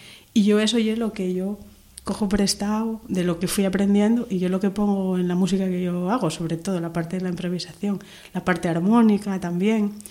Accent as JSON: {"language": "Spanish", "region": "Asturias", "country": "Spain", "said": "llego a mi familia en Asturias, en mi pueblo"}